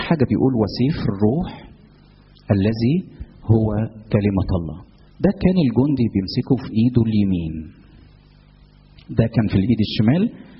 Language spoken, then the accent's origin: Arabic; Egypt; انا مصري، يعني انا الدنيا عندي هاديه، ما فيش حاجه، يعني في مصر ما فيش مشاكل.